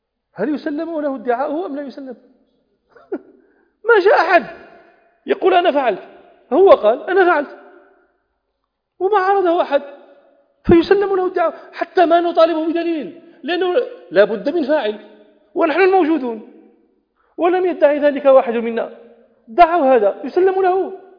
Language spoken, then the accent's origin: Arabic; Morocco; عندنا في المغرب مكان اسمه مغارات دادس ومغارات تودغا